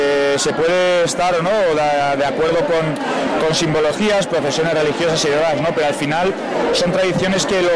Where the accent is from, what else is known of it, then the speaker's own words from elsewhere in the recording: Tauste, Aragon, Spain; Tauste, como sabéis, fronterizo con Navarra, imagen que compartimos con algunos pueblos, y que evidentemente pues nos entregamos mucho a estas fiestas.